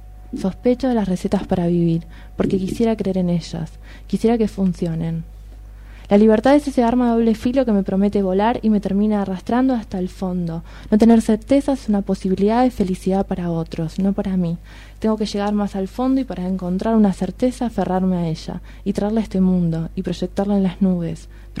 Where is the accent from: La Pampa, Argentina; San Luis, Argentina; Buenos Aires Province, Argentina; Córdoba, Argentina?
Buenos Aires Province, Argentina; Punta Alta; Y justo hoy fui a mi casa, yo soy de Punta Alta, y fui a la pieza que era mía